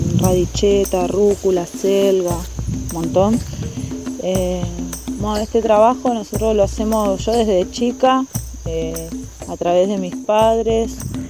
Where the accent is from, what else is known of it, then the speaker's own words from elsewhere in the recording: Florencio Varela, Buenos Aires Province, Argentina; soy de Florencio Varela, pertenezco a la UTT, Unión de Trabajadores de la Tierra.